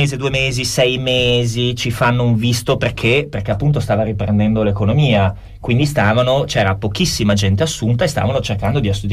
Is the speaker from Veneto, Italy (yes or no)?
yes; Vicenza, Veneto, Italy; also born or lived in Milan; Allora, io vengo da una terra più nebbiosa, che tu ben conosci in quanto siamo entrambi di Vicenza.